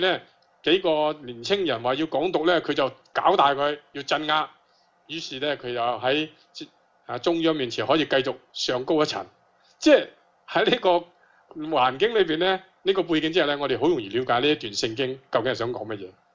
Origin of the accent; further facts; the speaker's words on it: Hong Kong; 我哋香港人啊，你今日去示威抗议咧